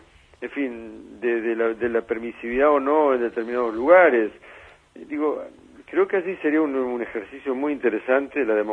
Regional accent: Argentina; Fíjese que hoy nuestra gran preocupación como argentinos tiene que estar en que hay 1 millón de jóvenes que no estudian ni trabajan.

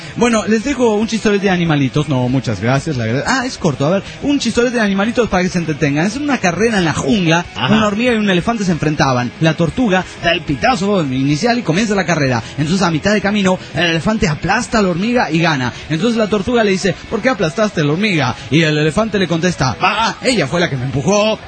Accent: Mairana, Santa Cruz, Bolivia; born there; cómo es aquí en Bolivia. Más específicamente en Mairana, mi pueblo natal.

